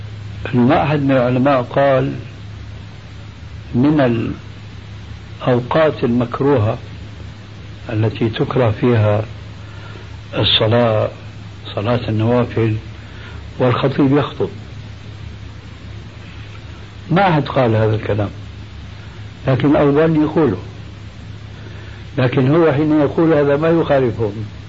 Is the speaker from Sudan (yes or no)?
no; Syria; كما يقول عندنا في الشام